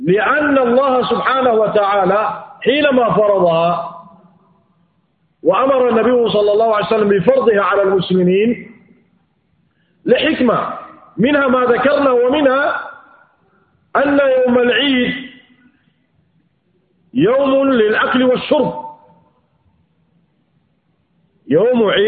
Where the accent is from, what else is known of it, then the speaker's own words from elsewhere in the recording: Sudan; بالمعيار الذي يتعارف عليه أهل بلادنا السودان